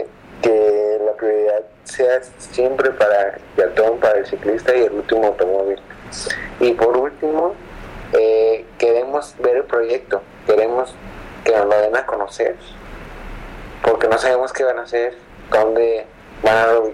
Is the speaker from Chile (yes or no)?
no; Tepic, Nayarit, Mexico; soy de Tepic